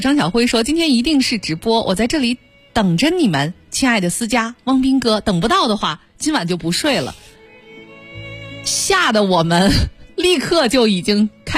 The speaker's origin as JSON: {"language": "Chinese", "country": "China", "said": "所以我们中国人一直说要保持谦逊和低调"}